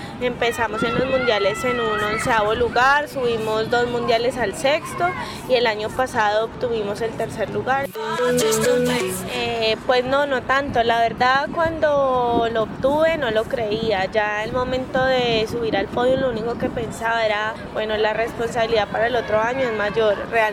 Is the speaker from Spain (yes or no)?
no; Colombia; El otro año el mundial es aquí en Colombia y la idea pues es poder regalarle ese título a mi país, en mi país.